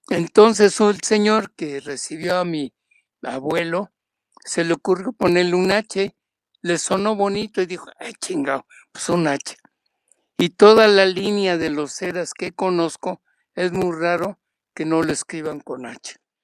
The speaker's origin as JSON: {"language": "Spanish", "region": "Mexico City", "country": "Mexico", "tie": "born there", "said": "Nací en la Ciudad de México y tengo 80 años."}